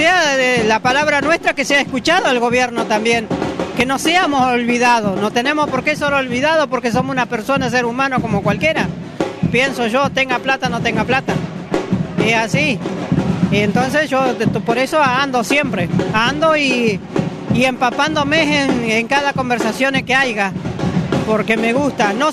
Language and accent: Spanish; Valcheta, Río Negro, Argentina; de Valcheta, vengo, pero tengo mi campo afuera del pueblo.